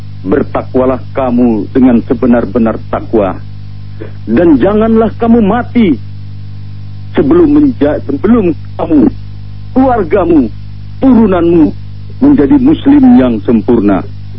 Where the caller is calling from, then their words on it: Malang, East Java, Indonesia; di Malang.